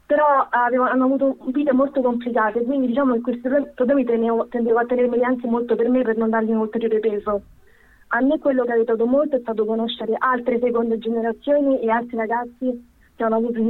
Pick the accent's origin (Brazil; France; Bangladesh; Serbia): Serbia; now in Italy; Quindi c'è tutto quanto un gap di quando ero piccola, che non ho vissuto il mio paese. Poi comunque io, non essendo fluente nel serbo, lo capisco ma non lo parlo bene.